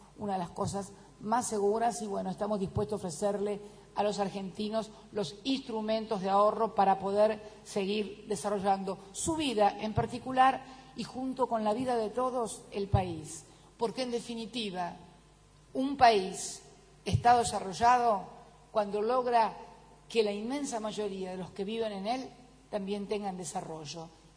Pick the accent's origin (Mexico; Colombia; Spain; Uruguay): Spain; Galicia; yo soy gallega